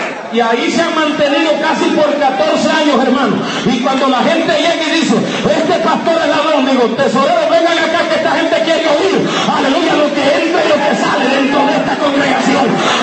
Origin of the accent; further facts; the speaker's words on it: Honduras; Yo soy hondureño. Oiga, pero usted no parece hondureño, pero yo nací en Honduras